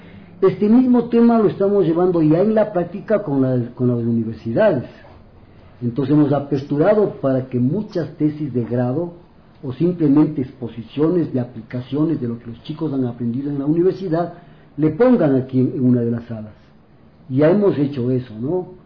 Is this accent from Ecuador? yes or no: yes; Ecuador; Para nosotros, incluso como ecuatorianos, es un orgullo